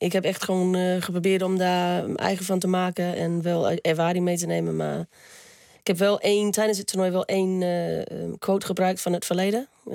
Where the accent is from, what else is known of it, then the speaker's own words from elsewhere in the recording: Australia; now in Netherlands; Maar dat doet me altijd denken aan Australië als ik de geur...